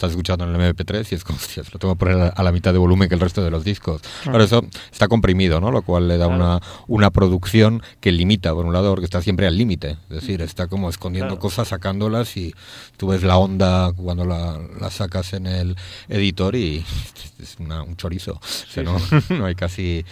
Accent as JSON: {"language": "Spanish", "town": "Portugalete", "region": "Basque Country", "country": "Spain", "tie": "born or raised there", "said": "desde luego la ciudad de mi infancia y la ciudad actual, pues, no creo que es otra ciudad. Sobre todo mi pueblo, Portugalete, pues, ha cambiado enormemente."}